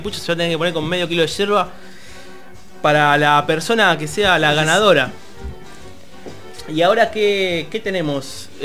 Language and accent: Spanish; Berazategui, Buenos Aires Province, Argentina; accent: Spanish; Yo soy de Berazategui.